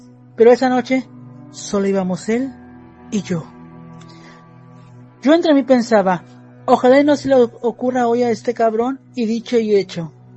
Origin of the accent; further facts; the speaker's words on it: Tamuín, San Luis Potosí, Mexico; Historias de mi pueblo, Tamuín, San Luis Potosí.